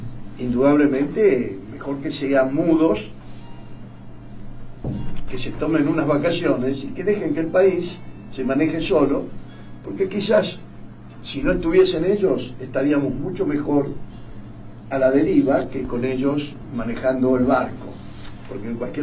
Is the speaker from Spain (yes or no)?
no; Rosario, Santa Fe, Argentina; Ah, son de Rosario, yo también soy rosarino.